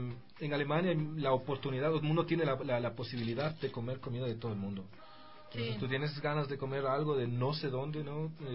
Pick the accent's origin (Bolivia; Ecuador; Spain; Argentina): Ecuador; now in Germany; nosotros somos ecuatorianos más que alemanes, creo yo.